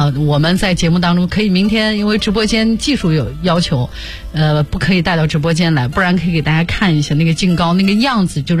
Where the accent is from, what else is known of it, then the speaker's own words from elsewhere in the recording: Shanxi, China; 比如像我的老家山西晋南那边，就是靠着陕西这个地方，和陕西隔了一条渭河，